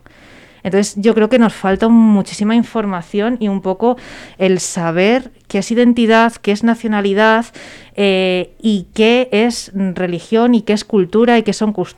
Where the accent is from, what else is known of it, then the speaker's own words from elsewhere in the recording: Albacete, Castilla-La Mancha, Spain; ¿de dónde eres? Y es en plan, no, es que soy de Albacete, ¿sabes?